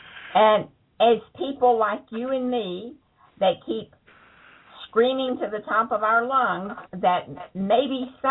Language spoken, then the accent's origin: English; Texas, United States; I'm from Texas.